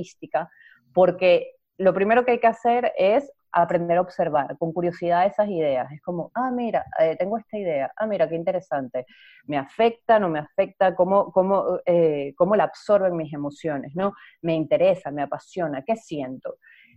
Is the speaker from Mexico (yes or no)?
no; Venezuela; moved away as an adult; also born or lived in Spain; now in Montreal, Canada; soy venezolana, vivía en España y me mudé a Montreal con mi esposo.